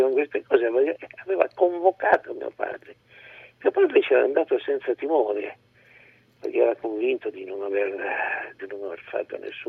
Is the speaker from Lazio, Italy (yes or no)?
no; Turin, Piedmont, Italy; io sono nato a Torino, sono torinese